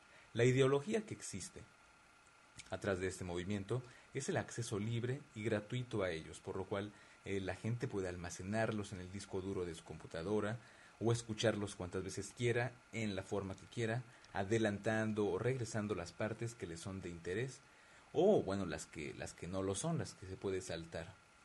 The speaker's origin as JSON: {"language": "Spanish", "country": "Mexico", "lives_now": "Paris, France", "said": "un programa de radio que se registra en vivo y en directo desde la ciudad de París, Francia, aunque, bueno, claro, como yo soy mexicano, esto es y será un podcast en español."}